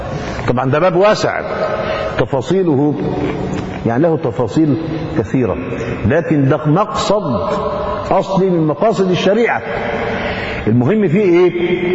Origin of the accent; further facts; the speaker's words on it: Egypt; المخيط الإبرة الكبيرة بيسموها عندنا في مصر نيبر